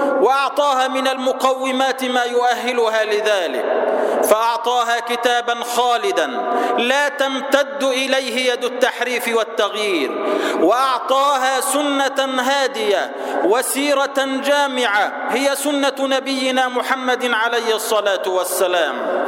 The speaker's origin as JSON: {"language": "Arabic", "country": "Egypt", "said": "وأسأله أن يحفظ بلدنا مصر وأن يجعلها أمنا أمانا سلما سلاما سخاء رخاء"}